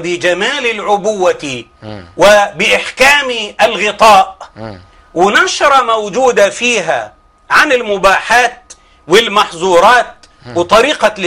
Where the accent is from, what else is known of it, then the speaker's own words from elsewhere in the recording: Egypt; وأنا بصفتي من الريف